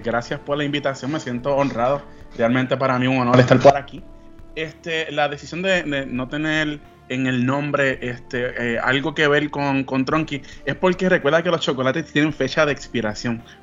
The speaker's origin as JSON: {"language": "Spanish", "town": "Añasco", "country": "Puerto Rico", "tie": "born or raised there", "also_born_or_lived": "Moca", "said": "Vengo del humilde pueblo de Añasco, Puerto Rico. Allá estuve viviendo 17 años más o menos, hasta que fui a comenzar la universidad. Por cuestiones de la vida, nos movemos a Moca."}